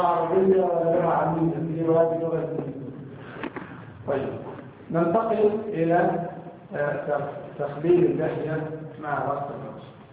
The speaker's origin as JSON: {"language": "Arabic", "country": "Egypt", "said": "مثلا عندنا في مصر نقلب احيانا الضاد الى الراء"}